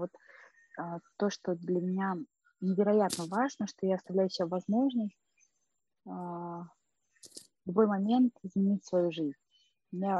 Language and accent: Russian; Saint Petersburg, Russia; Это какой-то мир, когда вот там ходила все детство в Эрмитаж, да, а сейчас я думала, ну да, вот сначала был очень интересен этот египетский зал.